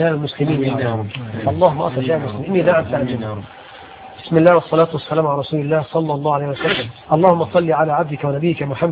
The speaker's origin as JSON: {"language": "Arabic", "country": "Egypt", "said": "بلدنا مصر"}